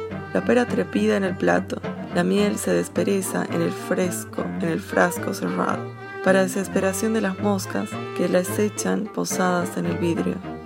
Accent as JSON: {"language": "Spanish", "region": "Entre Ríos", "country": "Argentina", "lives_now": "Buenos Aires, Argentina", "said": "Soy entrerriano, medio tucumano y salteño en Buenos Aires. Una especie de entrerriano, etcétera, etcétera, hasta la muerte, que vive en Buenos Aires."}